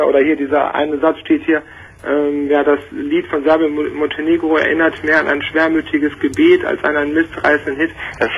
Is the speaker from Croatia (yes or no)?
yes; Croatia; Ich komme aus Kroatien, mache auch selber diese Musik, die man da so beim